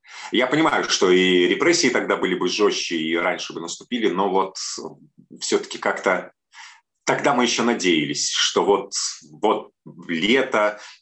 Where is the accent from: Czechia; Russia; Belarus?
Belarus; now in Kyiv, Ukraine; мы, белорусы, все-таки привыкли, что если висит, например, надпись «нотариус», ты можешь смело туда зайти